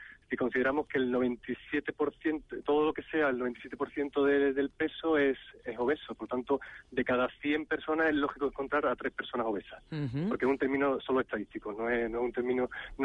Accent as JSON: {"language": "Spanish", "town": "Cádiz", "region": "Andalusia", "country": "Spain", "said": "antes yo iba al colegio andando en Cádiz, que yo soy de Cádiz"}